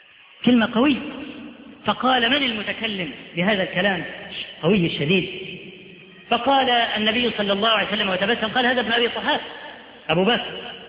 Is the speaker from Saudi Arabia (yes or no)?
no; Upper Egypt, Egypt; ده احنا عندنا في الصعيد لحد دلوقتي